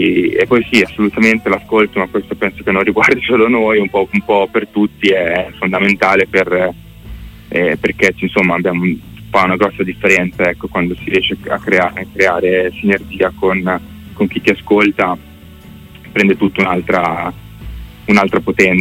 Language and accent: Italian; Bellaria, Emilia-Romagna, Italy; now in Santarcangelo di Romagna, Italy; Siamo Romagna, io e Lorenzo, adesso io abito proprio a Sant'Arcangelo, ma ho sempre abitato sulla riviera, tipo Bellaria Marina.